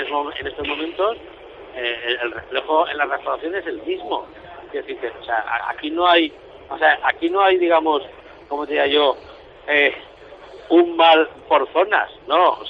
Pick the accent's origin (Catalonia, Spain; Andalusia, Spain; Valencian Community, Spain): Valencian Community, Spain; Yo soy más valenciano que nadie